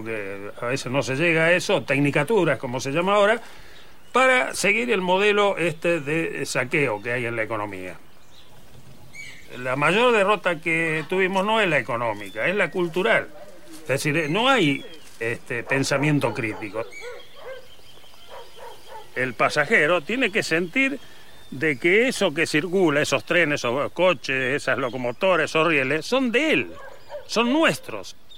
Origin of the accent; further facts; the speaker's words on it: Junín, Buenos Aires Province, Argentina; De Junín, yo soy de Junín. Como Eva Perón.